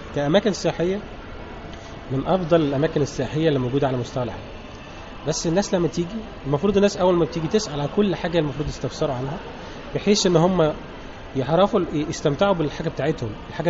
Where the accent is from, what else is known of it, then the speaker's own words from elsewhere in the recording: Rashid, Beheira, Egypt; now in Sharm El Sheikh, Egypt; انا من محافظه البحيره من مركز رشيد جنب اسكندريه كده, وقعد هنا بقالي 15 سنه في شرم الشيخ. والبلد دي تعتبر بلدي لان نص عمري كله قضيته في في في البلد هنا في شرم الشيخ.